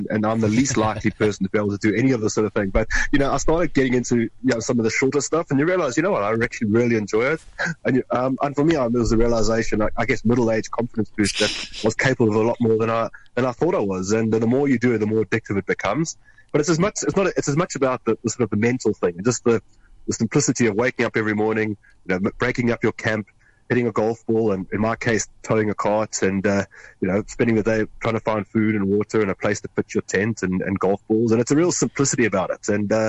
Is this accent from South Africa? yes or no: yes; South Africa; because I'm South African, he's Irish, we know each other from Hong Kong, but we reconnected in Nairobi, Kenya.